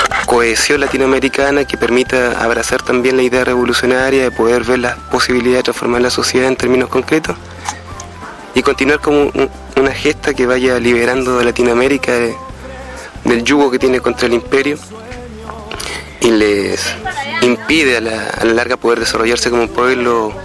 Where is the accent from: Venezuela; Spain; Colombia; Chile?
Chile; yo soy chileno, residente en Chile